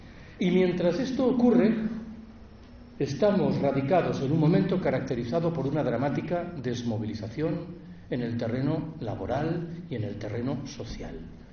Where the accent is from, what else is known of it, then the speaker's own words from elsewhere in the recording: Galicia, Spain; Yo soy gallego. En Galicia esa localidad es Betanzos.